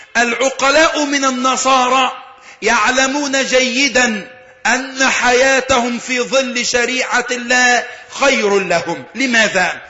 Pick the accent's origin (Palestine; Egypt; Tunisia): Egypt; Alexandria, Alexandria Governorate; عندنا في الإسكندرية عندما حدث انفلات أملي ولم يوجد وجود للشرطة تماما